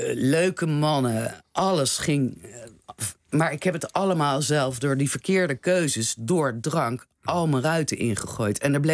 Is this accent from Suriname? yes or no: no; The Hague, South Holland, Netherlands; want ik ben een Haagse dame.